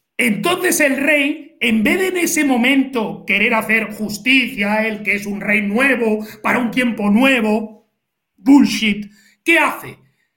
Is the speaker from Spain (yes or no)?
yes; Spain; yo creo que ya no somos los españoles de la época de mis padres, traumatizados por la dictadura, la guerra y todo eso.